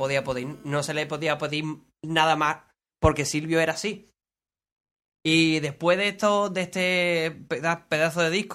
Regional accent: Seville, Andalusia, Spain; a los que somos de aquí de Sevilla

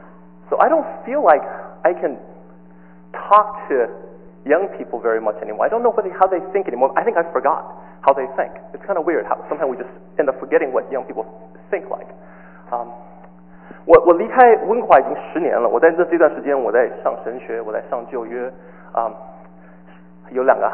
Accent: Los Angeles, California, United States; As I was growing up in Los Angeles in a Chinese church, two types of sermons on Father's Day.

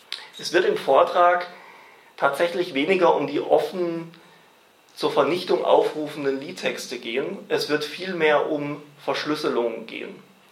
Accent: Baden-Württemberg, Germany; ich komme eigentlich aus dem Main-Tauber-Kreis im Nordosten von Baden-Württemberg und mache dort seit rund 5 Jahren politische Arbeit

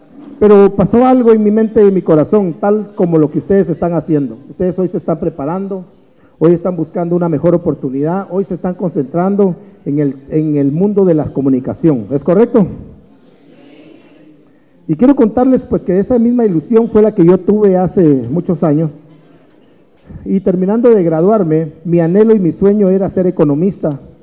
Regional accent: Totonicapán, Guatemala; soy originario de Totonicapán. Estoy orgulloso de haber nacido del vientre de una mujer indígena. Una mujer que nació, creció en Totonicapán. Quiero contarles de que hice parte de mi niñez en Toto.

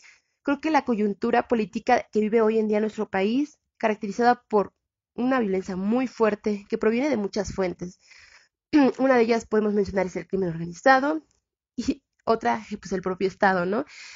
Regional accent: Mexico; Somos morritas del Estado de México y de la Ciudad de México, antes de DF.

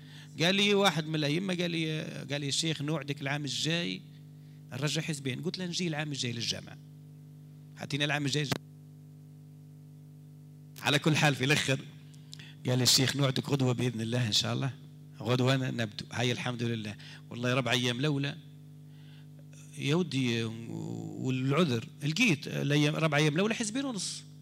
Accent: Algeria; أنا مواطن جزائري

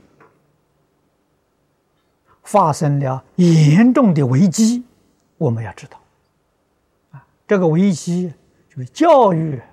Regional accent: China; 我们中国人口在全世界比例不止十分之一了，大概是五分之一了。

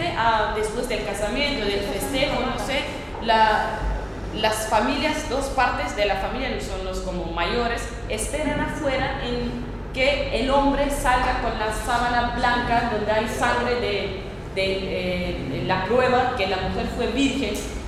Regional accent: Northern Kurdistan, Turkey; Spanish is a second language; vivimos en las fronteras, nos dividieron entre Irán, Irak, Siria y Turquía. Somos gente de la frontera. Y somos, yo soy parte de Turquía, no soy, es el norte de Kurdistán. Soy, a nosotros lo nombran como los turcos de las montañas.

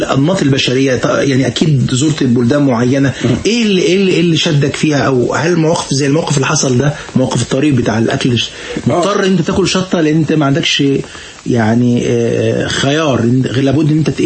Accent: Egypt; اظن السودان ليها مكانه عندك ومكانه عندنا كمصريين

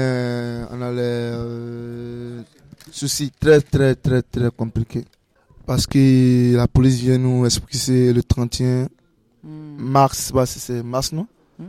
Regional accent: Côte d’Ivoire; now in Nantes, France; Je suis un Ivoirien. Je viens de la Côte d'Ivoire.

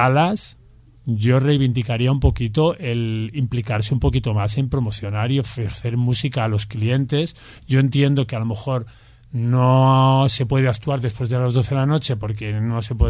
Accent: Bembibre, Castile and León, Spain; Porque soy de Bembibre, nativa.

